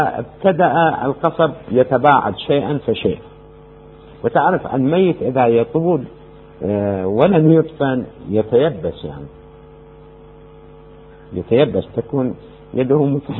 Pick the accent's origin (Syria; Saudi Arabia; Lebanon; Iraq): Iraq; Amarah, Maysan; في العمارة عندنا في العراق، محافظة ميسان الآن يسموها